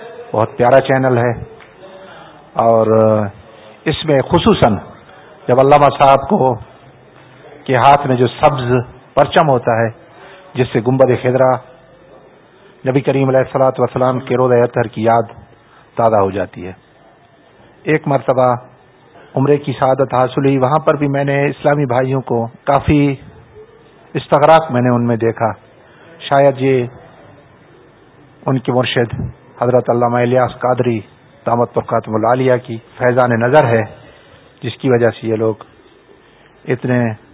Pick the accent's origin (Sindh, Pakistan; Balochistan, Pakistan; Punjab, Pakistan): Balochistan, Pakistan; اور میرا تعلق صوبہ بلوچستان سے ہے.